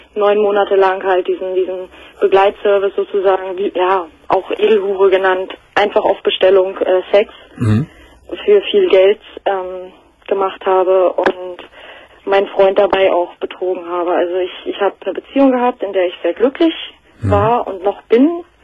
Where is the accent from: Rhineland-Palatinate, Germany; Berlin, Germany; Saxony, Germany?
Berlin, Germany; ich komme aus Berlin